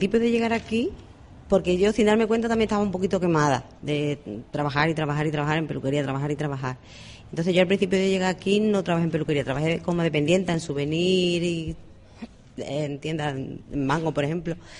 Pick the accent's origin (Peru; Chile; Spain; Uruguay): Spain; Andalusia; moved away as an adult; now in Canary Islands, Spain; me monté mi propia peluquería, la tuve 14 años, en mi pueblo, que yo soy de Sevilla, y olé, de un pueblecito pequeñito, y allí la tuve 14 años, hasta que me enamoré de un sevillano, y me vine para acá, para las islas.